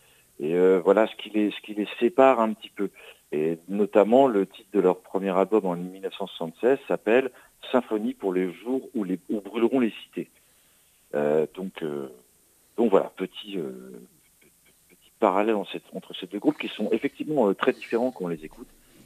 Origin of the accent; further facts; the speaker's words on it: Normandy, France; mais parce que je suis normand, alors je suis pas très objectif.